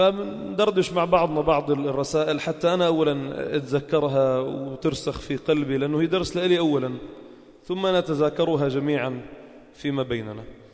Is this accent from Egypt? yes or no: no; Palestine; من فلسطين، مش لشيء يعني أنا